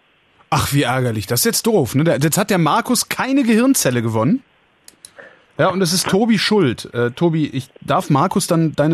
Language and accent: German; Berlin, Germany; Habe ich gerade gesagt, 19 aus Berlin.